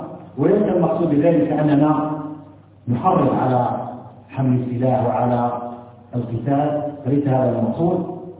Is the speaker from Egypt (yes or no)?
no; Algeria; وإن ما تتمتع به بلدنا الجزائر على ما فيها من شيء من الانحراف